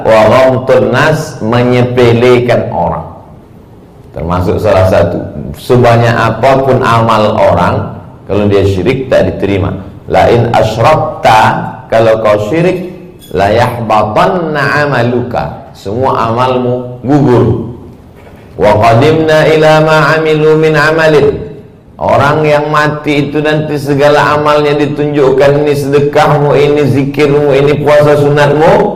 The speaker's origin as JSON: {"language": "Indonesian", "region": "Sumatra", "country": "Indonesia", "said": "Saya dari pulau Sumatera, bapak ibu di pulau Kalimantan. Suku juga berbeda, bahasa juga berbeda."}